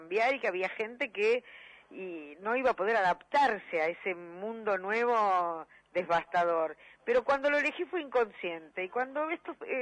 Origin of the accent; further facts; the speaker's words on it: Buenos Aires, Argentina; Yo nací en La Boca, iba a ver las comparsas de La Boca, que eran realmente muy, pero muy imaginativas.